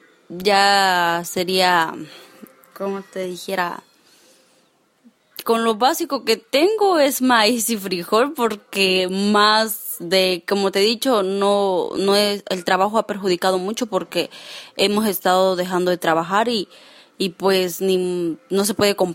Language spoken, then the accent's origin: Spanish; Chicomuselo, Chiapas, Mexico; Pues de barrio Vado Ancho, municipio de Chicumocelo, Chiapas.